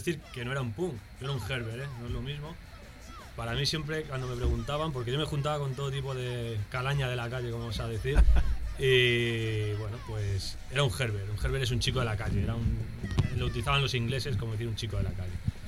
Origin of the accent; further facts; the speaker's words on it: Alcalá de Henares, Community of Madrid, Spain; Yo me crié en una ciudad muy fascista, y de ahí que es Alcalá de Henares.